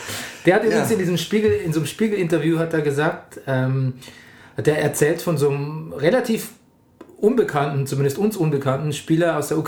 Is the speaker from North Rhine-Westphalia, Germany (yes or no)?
no; Bavaria, Germany; weil ich würde eigentlich als Bayer sagen, der Robert.